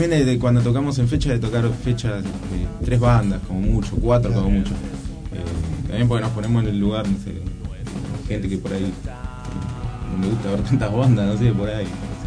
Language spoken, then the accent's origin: Spanish; Moreno, Buenos Aires Province, Argentina; Somos de acá, de Moreno.